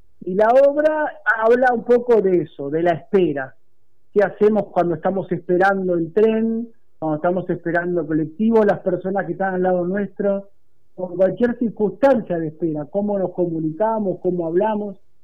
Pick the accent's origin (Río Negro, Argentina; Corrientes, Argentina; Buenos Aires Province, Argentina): Río Negro, Argentina; Bariloche; Sí, somos de Bariloche, sí.